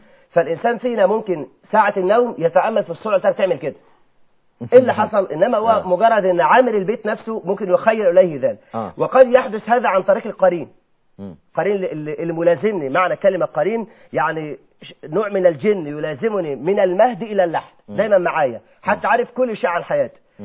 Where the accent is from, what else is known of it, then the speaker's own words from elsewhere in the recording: Mansoura, Egypt; انا اعرف رجل كان في احد القرى المجاوره لقريتي المنصوره